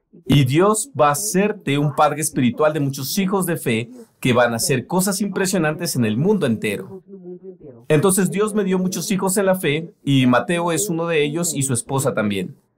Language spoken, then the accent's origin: Spanish; Austria; Spanish is a second language; Soy austriaco, nací y crecí en Austria. Tengo casi 60 años de edad. Voy a ser 58 este año.